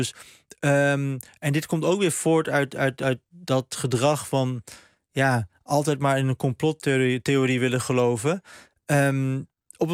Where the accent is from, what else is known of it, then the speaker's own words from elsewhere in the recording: Turkey; ik ben zelf een Turk